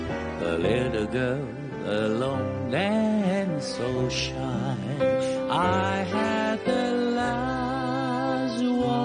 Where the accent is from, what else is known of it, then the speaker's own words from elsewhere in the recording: Hong Kong; 我哋香港人，我哋香港人最醒目啦